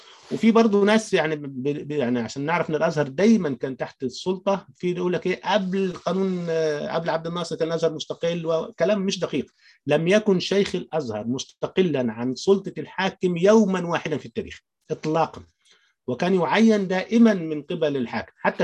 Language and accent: Arabic; Upper Egypt, Egypt; يعني خاصه انا من الصعيد وريف وده بلمسه بنفسي